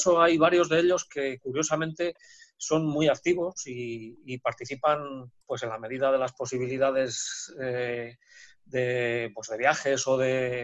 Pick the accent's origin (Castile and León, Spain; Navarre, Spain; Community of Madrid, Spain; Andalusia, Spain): Castile and León, Spain; Valladolid; No, que yo también soy de Valladolid